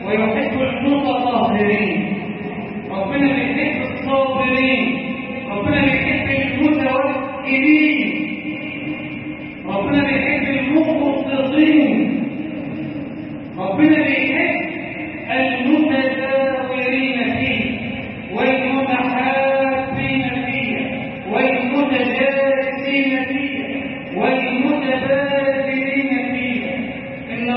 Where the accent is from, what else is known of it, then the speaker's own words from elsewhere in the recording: Egypt; اجعل بلدنا مصر امن امانا، صفاء صفاء، وسائر بلاد المسلمين.